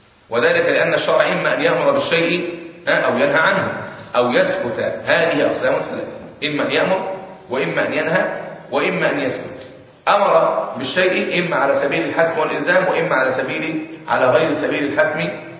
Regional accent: Egypt; يعني عندنا في مصر مثلا 10 سنين لسه ما بلغش

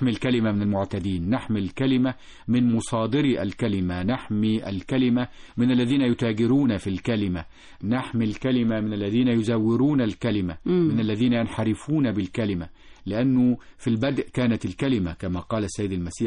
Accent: Egypt; إحنا كمصريين قدماء كنا نكتب ونسجل الأحداث والتواريخ

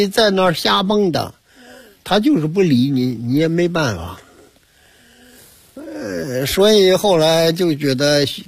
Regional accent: China; 我说我们中国人都是主张孝道，我也没结婚，所以要回国。

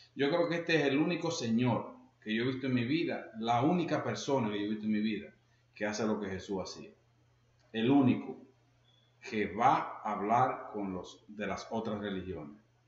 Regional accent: Dominican Republic; Y yo estaré también predicando el día 2 de enero en mi país

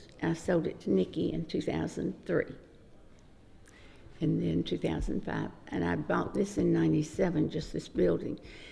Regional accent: Dixon, Tennessee, United States; I'm from Dixon, Tennessee, which is about 30, 40 miles west of Nashville. And I was born and raised there and had lived there until I got married to my high school sweetheart.

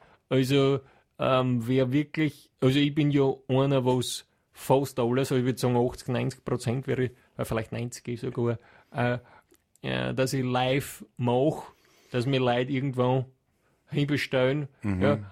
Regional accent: Hieflau, Styria, Austria; ich komme ja von Land, ich komme aus der Steiermark, aus der Gegend von Hieflau, Knittelfeld, Gesäuse. Dachstein West, die Region. Und dort hat jeder ein eigenes Haus und einen Garten fast.

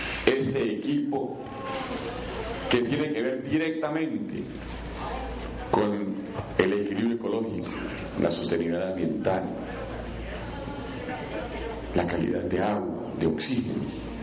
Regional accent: Tolima, Colombia; No podemos seguir siendo los tolimenses entes pasivos de lo que nos define a nivel nacional, de la suerte de nuestro departamento.

